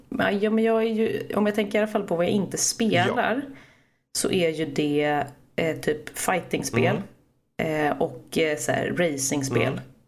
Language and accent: Swedish; Stockholm, Stockholm County, Sweden; moved away as an adult; now in Gothenburg, Sweden; Jag kommer ursprungligen från Stockholm. Bodde där mina första 19 år. Och sen så fick jag för mig att jag skulle flytta. Så då flyttade jag till Göteborg.